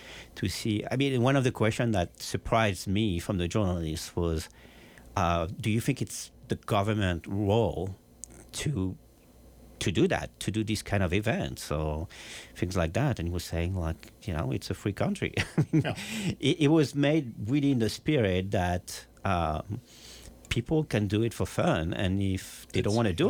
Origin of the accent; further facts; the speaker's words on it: Paris, Île-de-France, France; English is a second language; So I grew up in the 80s, and I grew up in Le Halle, which is in the center of Paris.